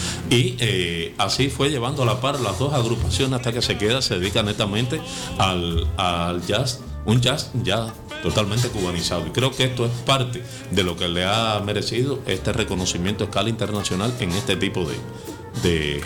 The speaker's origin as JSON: {"language": "Spanish", "country": "Cuba", "said": "una agrupación que tuvo preferencia en mi país, en Cuba"}